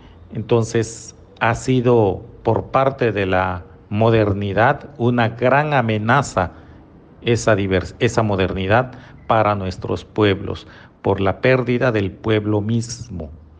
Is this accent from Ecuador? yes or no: no; Mexico; En mi país, en México, que ahora se llama así, pero antes de que se llamara México, tenía alrededor de 500 lenguas originarias